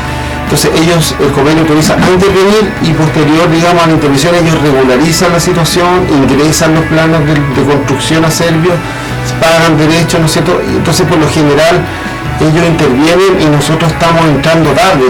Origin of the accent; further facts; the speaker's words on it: Valparaíso, Chile; yo soy porteño de toda mi vida